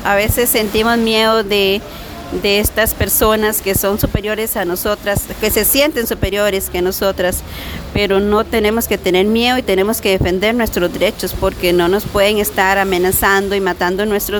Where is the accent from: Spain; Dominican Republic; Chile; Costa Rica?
Costa Rica; Pérez Zeledón, San José; soy de Pérez Zeledón.